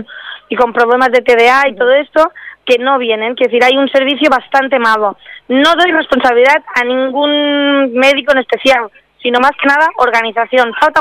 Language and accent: Spanish; Formentera, Balearic Islands, Spain; incluso que tengan el miramiento cuando somos de Formentera, coger y darnos otras citas a unas horas que podamos coger de barca de ir y de volver